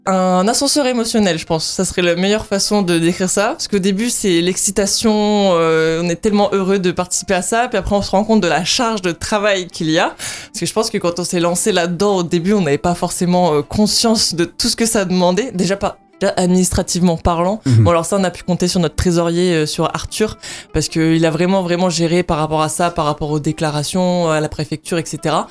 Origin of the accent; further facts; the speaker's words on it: New Caledonia; also born or lived in Lorraine; now in Nancy, France; Pour l'instant je reste sur Nancy, mais mon projet c'est de partir de la région. Parce que bon, moi j'ai grandi en Nouvelle-Calédonie